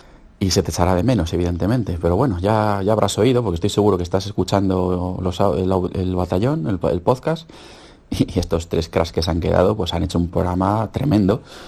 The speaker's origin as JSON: {"language": "Spanish", "region": "Galicia", "country": "Spain", "lives_now": "Madrid, Spain", "said": "y mira que soy gallego, pero ahora resido en Madrid"}